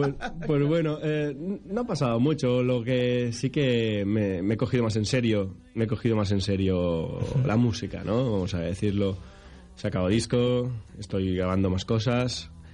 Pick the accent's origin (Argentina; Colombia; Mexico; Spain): Spain; Sueca, Valencian Community; Soy de Sueca y resido en Sueca, sí.